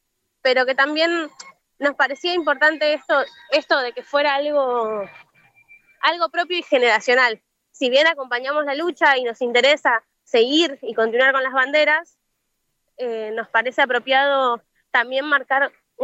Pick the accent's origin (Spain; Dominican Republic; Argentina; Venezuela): Argentina; La Plata, Buenos Aires Province; soy estudiante de historia, tengo 24 años. Soy de acá de La Plata